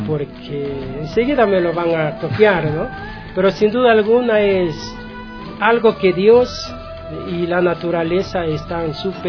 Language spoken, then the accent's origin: Spanish; Carpuela, Imbabura, Ecuador; yo soy de la provincia de Imbabura, Valle del Chota, mi pueblo es Carpuela. Soy afroecuatoriano.